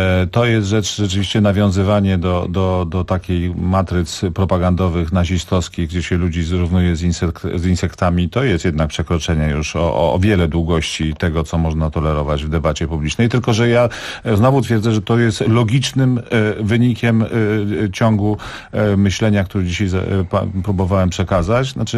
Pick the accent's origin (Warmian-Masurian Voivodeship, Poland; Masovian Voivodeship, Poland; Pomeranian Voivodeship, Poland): Masovian Voivodeship, Poland; Warsaw; Ja jestem warszawiakiem, jakby czuję to miasto